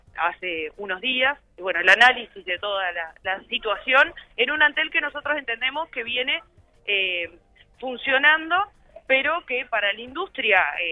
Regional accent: Montevideo, Uruguay; nosotros somos de Montevideo y venimos a invadir su ciudad con este Congreso Nacional de Delegados

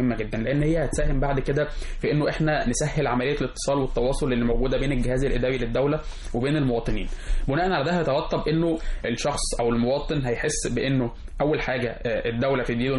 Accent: El Mahalla El Kubra, Gharbia, Egypt; فانا طبعا انا مش من القاهره، انا من مدينه المحله، وبالتالي انا ابتديت ان انا اعمل مشروع عندي في محافظه الغربيه خاص بالبيئه

